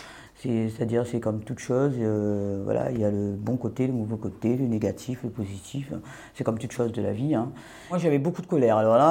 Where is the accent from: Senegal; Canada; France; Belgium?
France; Réunion; je viens de l'île de La Réunion.